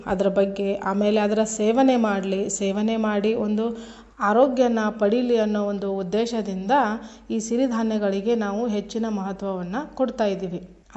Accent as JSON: {"language": "Kannada", "region": "Karnataka", "country": "India", "said": "ಮೊದಲಿಗೆ ನಿಮಗೆಲ್ಲ ಗೊತ್ತು, ನಾವು ಉತ್ತರ ಕರ್ನಾಟಕದವರು"}